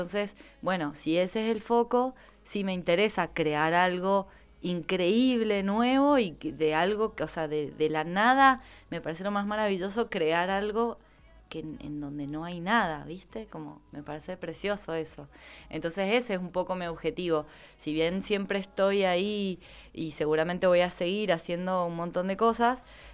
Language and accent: Spanish; Berazategui, Buenos Aires Province, Argentina; also born or lived in Córdoba; Nací en Capital, pero después mis viejos, porque hacían trabajo social, nos trasladamos a Buenos Aires y viví mis primeros 4 años en Berazategui, también provincia de Buenos Aires.